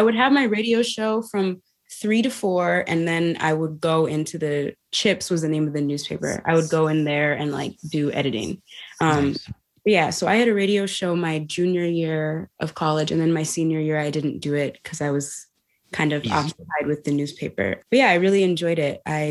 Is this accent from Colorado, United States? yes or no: no; Minneapolis, Minnesota, United States; I am from Minneapolis. I was born here and lived here my whole life.